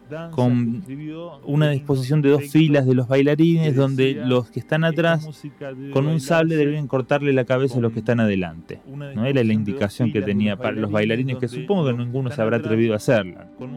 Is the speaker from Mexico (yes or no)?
no; Rosario, Santa Fe, Argentina; Probablemente nosotros que somos rosarinos lo imaginamos al tipo tomando mate todo el día